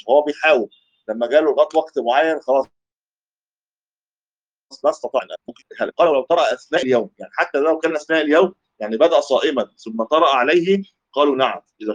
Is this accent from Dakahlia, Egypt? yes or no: no; Cairo, Cairo Governorate, Egypt; يعتبرها دي مفارقه العمران عندنا في مصر يعني في القاهره